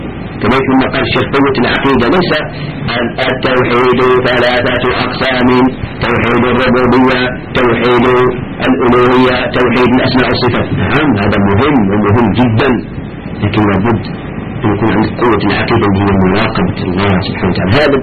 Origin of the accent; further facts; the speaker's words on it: Algeria; هنا عندنا في الجزائر خاصة في بلادنا انتشر عند كثير من الشباب